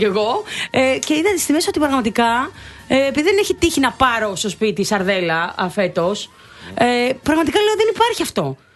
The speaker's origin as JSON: {"language": "Greek", "town": "Nea Smyrni", "region": "Attica", "country": "Greece", "said": "Ναι, και εμείς από τη Νέα Σμύρνη."}